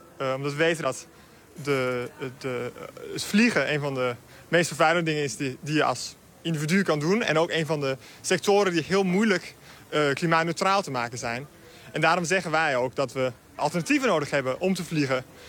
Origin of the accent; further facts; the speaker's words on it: Copenhagen, Capital Region of Denmark, Denmark; Ik bedoel, ik kom uit Kopenhagen.